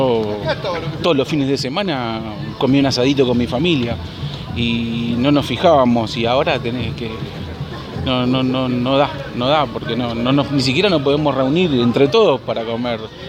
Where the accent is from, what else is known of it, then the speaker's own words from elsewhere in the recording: Buenos Aires, Argentina; vengo de Buenos Aires. Y la sigo a todos lados.